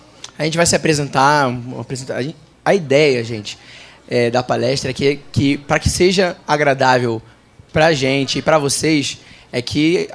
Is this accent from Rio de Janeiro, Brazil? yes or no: yes; Nova Iguaçu, Rio de Janeiro, Brazil; eu sou lá do Rio de Janeiro, sou de Nova Iguaçu.